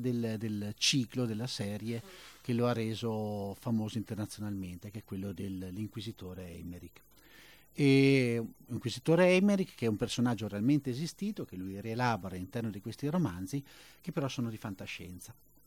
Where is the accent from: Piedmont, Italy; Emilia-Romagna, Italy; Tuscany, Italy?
Emilia-Romagna, Italy; Bologna; vengo da Bologna